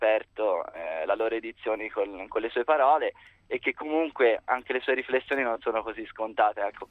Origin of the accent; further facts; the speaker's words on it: Pisa, Tuscany, Italy; No, sono di Pisa, quindi sono andato apposta.